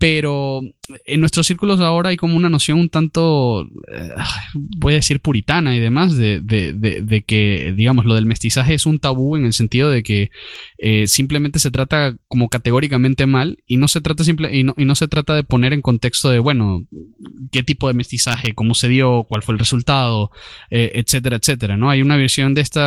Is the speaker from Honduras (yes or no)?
no; Spain; de tratarlo como como españoles nos toca ver, porque España hizo esto